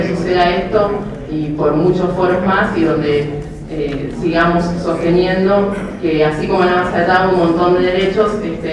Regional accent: Mendoza, Argentina; Y bueno, contarles que soy de Mendoza, de La Mosquitera.

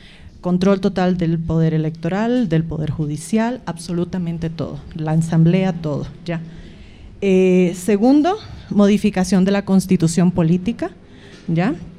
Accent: Nicaragua; now in La Paz, Bolivia; Soy nicaragüense, viviendo en La Paz desde hace algún tiempo

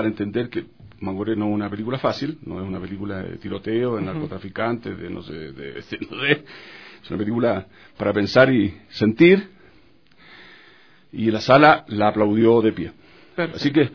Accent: Chile; born there; Solo nacido en Chile, después soy de patria latinoamericana.

